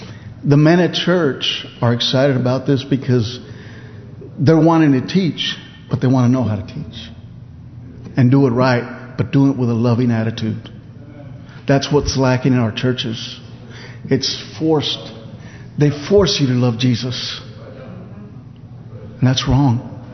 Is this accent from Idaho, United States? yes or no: no; Texas, United States; I walked up, I'm from Texas, I went to Oklahoma.